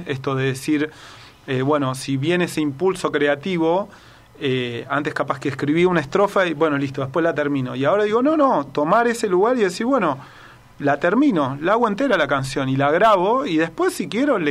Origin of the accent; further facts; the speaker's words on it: Buenos Aires, Argentina; now in Tanti, Argentina; cuando me vine de Buenos Aires para acá, que mi desafío era vivir afuera de una ciudad. O sea, tener esa experiencia de vivir en un lugar que no sea una ciudad. Y así es que, bueno, me mudé a Tanti y después al barrio Los Chañares.